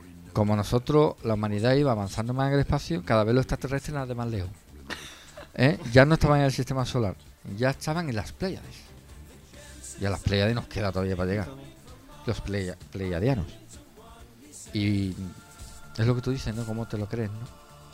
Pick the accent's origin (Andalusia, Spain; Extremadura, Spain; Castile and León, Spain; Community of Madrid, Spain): Andalusia, Spain; Jerez; En 1980 tenía yo 15 años. Lo compré en La Escalerilla. Los que soy de Jerez lo sabéis dónde está.